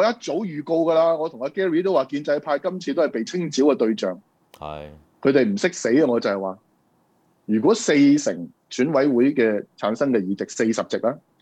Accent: Hong Kong; 即係我哋香港人個選舉習慣咗一種嘅

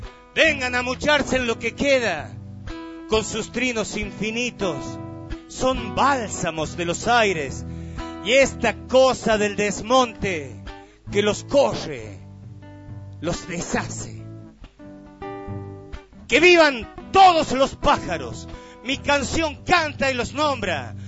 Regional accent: Villa Dolores, Córdoba, Argentina; En el lugar de donde yo vengo, que es un barrio de Villa Dolores, hace algunos añitos atrás era bastante monte. Yo me he criado jugando en el monte

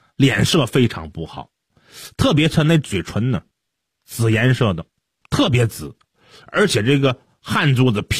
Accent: China

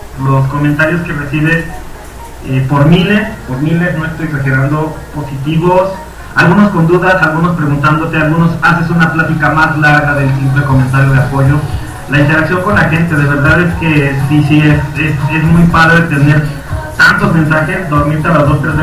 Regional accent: Michoacán, Mexico; born there; also born or lived in Cuernavaca; now in Mexico City, Mexico; Soy un osito michoacano. Nacido en Michoacán, vivido en Cuernavaca y radicado en la Ciudad de México.

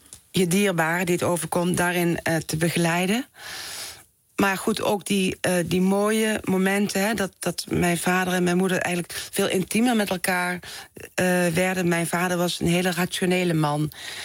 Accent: Someren, North Brabant, Netherlands; in het Brabantse dorp Someren... waar ik opgroeide.

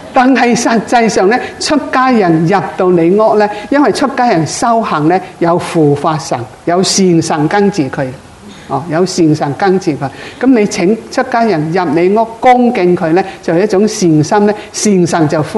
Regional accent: China; 但係我哋中國人好似你

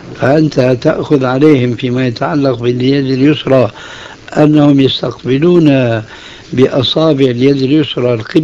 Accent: Syria; وهكذا عندنا في سوريا أيضا يقولون الذال لزينة.

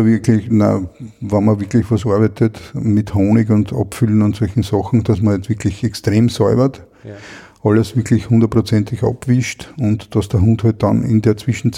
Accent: Lower Austria, Austria; Ich als Niederösterreicher zahle mit meinen Bundesabgaben

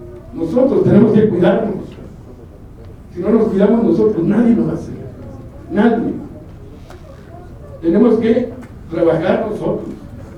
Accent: Chihuahua, Mexico; soy de Chihuahua.

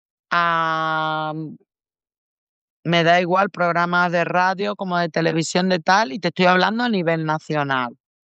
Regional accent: Almendralejo, Extremadura, Spain; Villafranca de los Barros, que es un pueblito de aquí de Extremadura cerca de mi pueblo, de Almendralejo

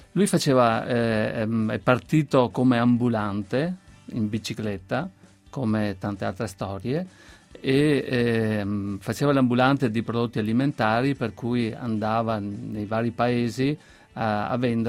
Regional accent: Veneto, Italy; noi siamo veneti, i legumi sono soprattutto i fagioli e sono usati molto

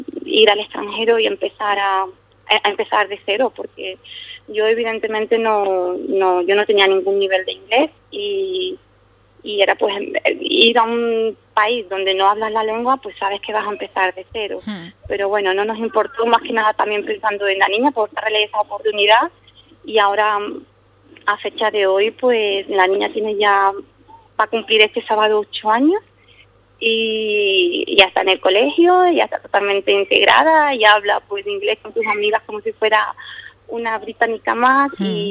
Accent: Ubrique, Andalusia, Spain; now in Scotland; tanto mi marido como yo, somos los dos de Ubrique. Y siempre yo he estado pues acostumbrada a vivir en un pueblo medianamente pequeño, tranquilo

